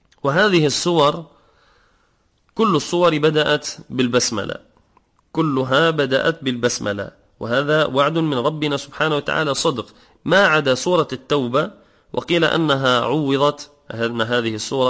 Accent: Tunisia; وكذلك بعض الناس يعثر يقول كما عندنا في تونس يقول العزاف الشيطان

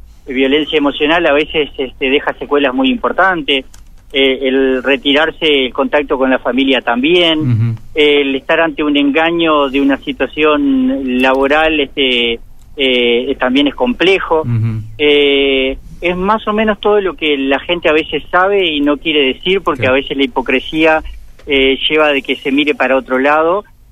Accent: Uruguay; no nos gustaría a nosotros como uruguayos estar en un país en situaciones complejas

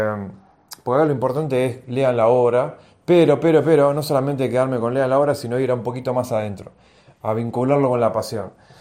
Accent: Argentina; yo soy de Argentina

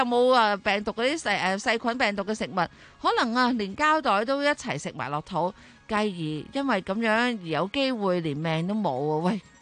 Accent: Hong Kong; 我哋香港人

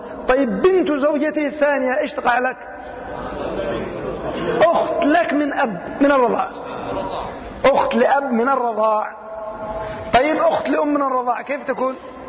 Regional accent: Yemen; كثير من البلاد عندنا في اليمن

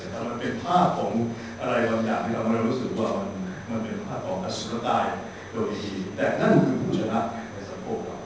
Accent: Chiang Mai, Thailand; moved away as an adult; now in Bangkok, Thailand; ผมก็เป็นคนเชียงใหม่แต่ผมก็อยู่เชียงใหม่เ ข้ามาอยู่กรุงเทพเข้ามาเรียนศิลปากร

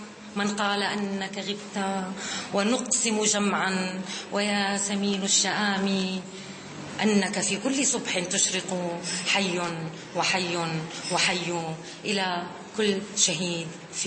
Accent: Homs, Homs Governorate, Syria; أنا أكتب الشعر، بشرفني اليوم حضوري إلى طرطوس، أنا من حمص،

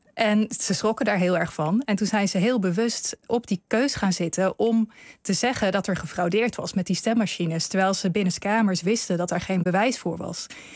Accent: Netherlands; hoe wij als Nederlanders de term zouden interpreteren als je hem hoort.

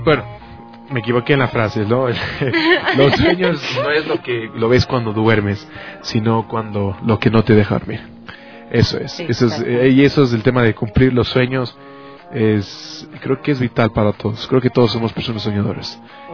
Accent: Ecuador; fuera de mi país, de mi territorio, fuera gente que yo no conozca y que no son compatriotas y que no somos ecuatorianos

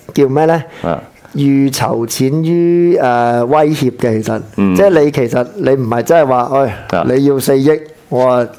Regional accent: Hong Kong; 其实就代表原来。我哋香港人或者嗰个屋邨嘅居民，你可以嗡翻嗰个商场

